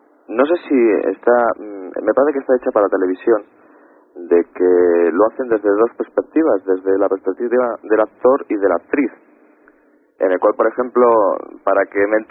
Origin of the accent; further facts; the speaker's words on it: Valladolid, Castile and León, Spain; now in Madrid, Spain; No, soy de Valladolid, aunque por motivos laborales estoy en Madrid, muy a mi pesar.